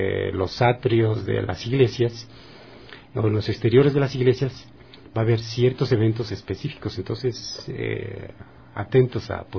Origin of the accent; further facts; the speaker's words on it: Ecuador; nos convendrá mejor como ecuatorianos.